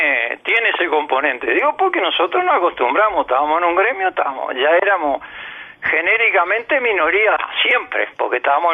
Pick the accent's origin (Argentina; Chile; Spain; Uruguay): Uruguay; los uruguayos somos muy futboleros